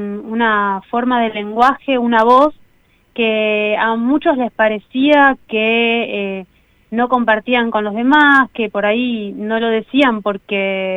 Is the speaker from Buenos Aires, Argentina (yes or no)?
yes; Buenos Aires, Argentina; Yo nací en Cava y vivo en Cava. Si bien voy y vengo por nuestra provincia y de Argentina, me quedé acá